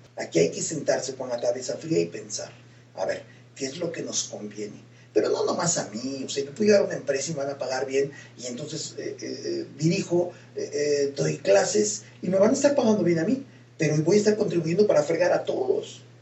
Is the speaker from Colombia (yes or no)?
no; Mexico; hoy tenemos que valorar como mexicanos muy bien el momento en el que estamos